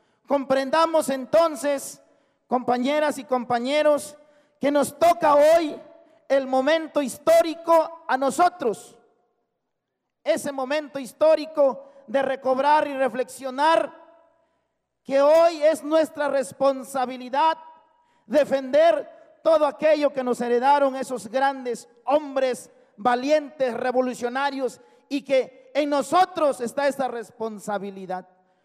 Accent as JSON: {"language": "Spanish", "region": "Oaxaca", "country": "Mexico", "said": "porque somos oaxaqueños, así como ustedes, sienten el dolor de lo que sufren nuestros pueblos"}